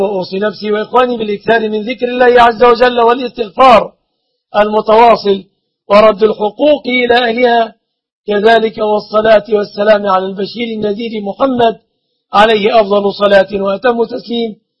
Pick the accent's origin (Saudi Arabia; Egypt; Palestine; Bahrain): Egypt; أسأل الله سبحانه وتعالى أن يحفظ بلادنا مصر وبلاد